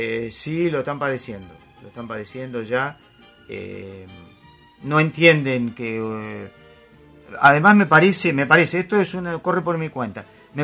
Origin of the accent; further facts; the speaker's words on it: Argentina; No voy a menospreciar nuestro país porque yo soy argentino y voy a veranear a Argentina y voy a Mar del Plata.